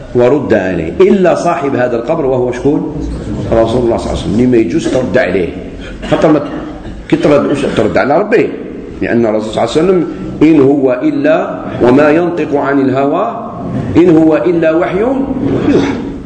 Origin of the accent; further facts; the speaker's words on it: Algeria; خاطر هو سعودي وأنا جزائري